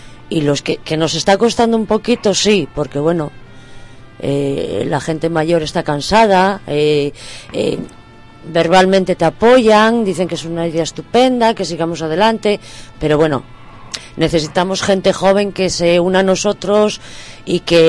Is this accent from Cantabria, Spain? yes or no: no; Asturias, Spain; yo a pesar de que no soy de Ventanilles, soy del otro lado, soy de Tatinos